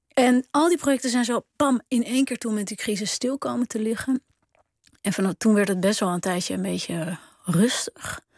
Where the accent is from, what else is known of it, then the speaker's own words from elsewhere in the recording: Haarlem, North Holland, Netherlands; born there; Ik ben geboren in Haarlem. Ik heb toen een uitstapje in Frankrijk gemaakt. Een paar maanden. En toen in Delft.